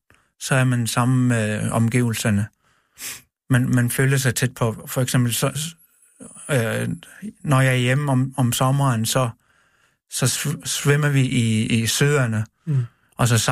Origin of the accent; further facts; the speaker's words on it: Greenland; Det er at være hjemme i Grønland. Jeg var rigtig, rigtig glad, at jeg tog hjem tilbage.